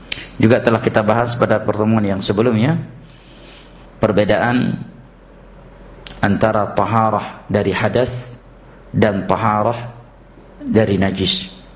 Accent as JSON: {"language": "Indonesian", "region": "Aceh", "country": "Indonesia", "said": "seringnya kita orang Aceh menyebutkan muwalat"}